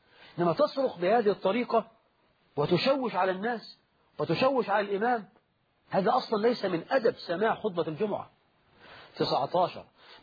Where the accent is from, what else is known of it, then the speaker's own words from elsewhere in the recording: Egypt; وهذا يحصل في بعض المساجد في الريف عندنا في مصر